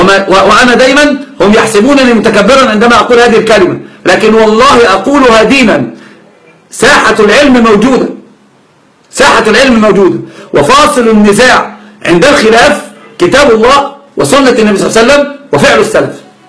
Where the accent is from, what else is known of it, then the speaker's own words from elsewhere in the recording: Upper Egypt, Egypt; زي الصعيدة اللي عندنا، أنا صعيدي أيضا.